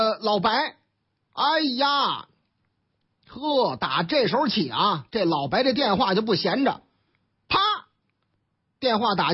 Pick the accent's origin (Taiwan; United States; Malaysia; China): China; Beijing; 咱都是北京人嘛，讲文明懂礼貌嘛